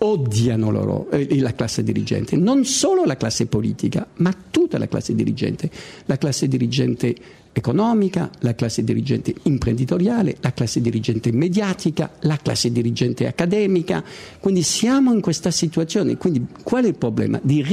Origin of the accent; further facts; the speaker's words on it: France; Italian is a second language; now in Italy; Io lo dico come francese